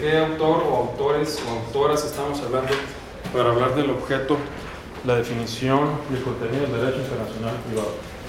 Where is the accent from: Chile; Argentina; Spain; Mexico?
Mexico; Mexicali, Baja California; de allá de Mexicali, ¿no? De donde yo soy también oriundo.